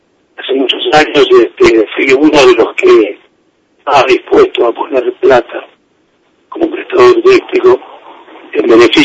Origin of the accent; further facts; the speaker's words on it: Entre Ríos, Argentina; No soy de acá, soy de Paraje Entre Ríos, y la verdad que el tema me convoca a pesar de estar